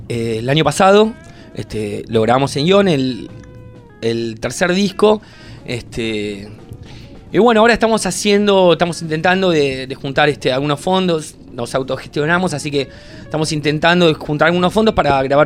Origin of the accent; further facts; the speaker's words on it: La Plata, Buenos Aires Province, Argentina; Somos de La Plata.